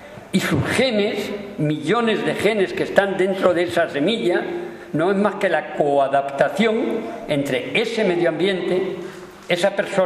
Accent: Spain; moved away as an adult; also born or lived in United States; por una serie de razones también políticas, me fui de España y hice otro doctorado en genética en Estados Unidos.

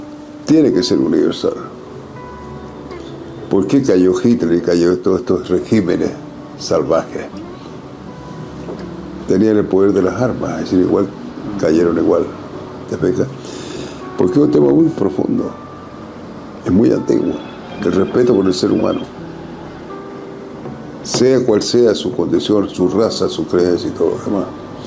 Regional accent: Antofagasta, Chile; Yo soy de Antofagasta.

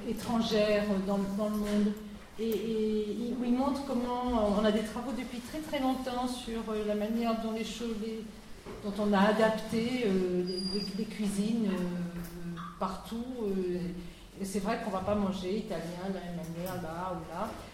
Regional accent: Grand Est, France; Je venais d'Alsace

